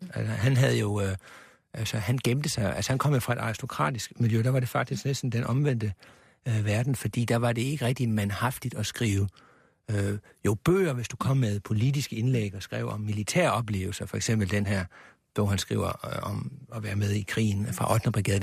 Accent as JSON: {"language": "Danish", "town": "Sønderborg", "region": "Region of Southern Denmark", "country": "Denmark", "tie": "born or raised there", "said": "jeg er opvokset i Sønderborg, og jeg har en del af min familie bor i Tyskland, og jeg har utallige gange som barn skulle ind over den her grænse"}